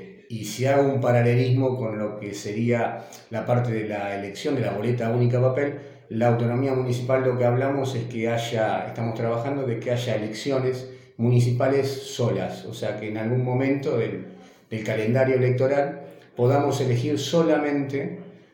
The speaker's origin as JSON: {"language": "Spanish", "country": "Argentina", "said": "trabajar e ir todos para adelante como argentinos que somos"}